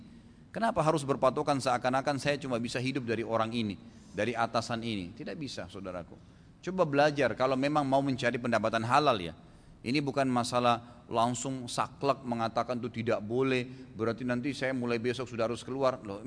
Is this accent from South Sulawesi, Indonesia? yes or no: yes; Makassar, South Sulawesi, Indonesia; born there; saya lahirnya di Makassar gitu kan ya.